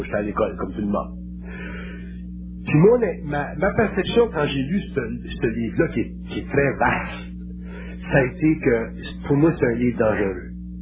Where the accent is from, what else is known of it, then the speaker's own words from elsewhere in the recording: Quebec, Canada; Puis nous autres, on est des Canadiens français, on est nés, nous autres.